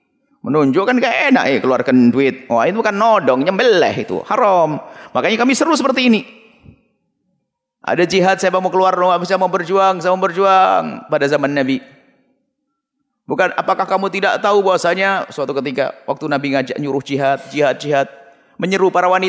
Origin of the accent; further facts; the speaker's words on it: Blitar, East Java, Indonesia; Ke Blitar kampung halaman saya, ada yang berjuang.